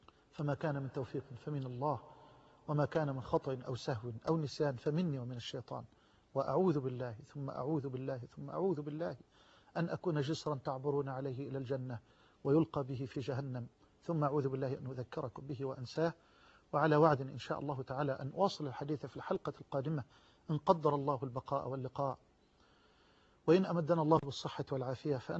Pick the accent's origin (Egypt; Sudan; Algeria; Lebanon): Egypt; واجعل بلدنا مصر واحة للأمن والأمان